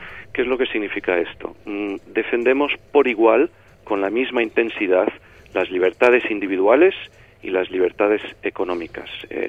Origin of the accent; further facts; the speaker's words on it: Spain; Nosotros pensamos que el problema no somos nosotros los españoles